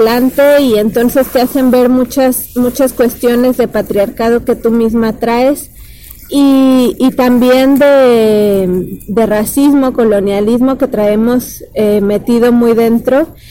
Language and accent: Spanish; Mexico City, Mexico; vengo de México, y concretamente más de la Ciudad de México.